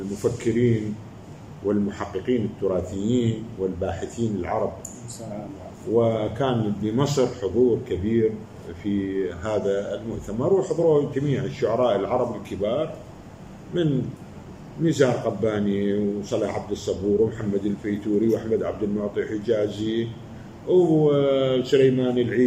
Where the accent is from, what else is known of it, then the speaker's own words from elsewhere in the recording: Baghdad, Baghdad Governorate, Iraq; أنا ولدت في بغداد في محلة اسمها القشل في رصافة بغداد. طفولتي كانت مثل حلم جميل، كانت بغداد متكافلة متضامنة مع بعضها.